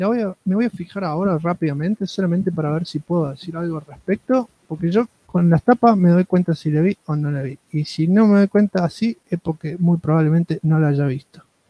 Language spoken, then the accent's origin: Spanish; Rosario, Santa Fe, Argentina; Tengo 33 y soy de Rosarios.